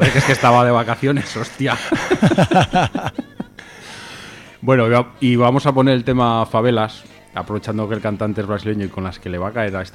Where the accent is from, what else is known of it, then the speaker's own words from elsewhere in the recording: Spain; Y yo soy español.